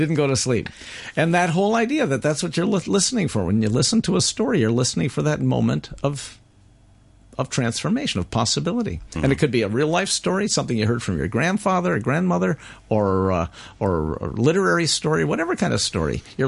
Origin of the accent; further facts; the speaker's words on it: United States; now in Canada; I'm a very crossroads person. My mother's Romanian. Her mother's Turkish. My father's Polish. I'm American.